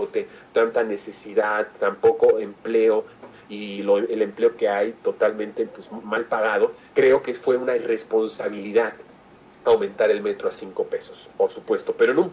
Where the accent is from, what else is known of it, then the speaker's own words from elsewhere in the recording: Mexico; Eso es lo que somos los mexicanos.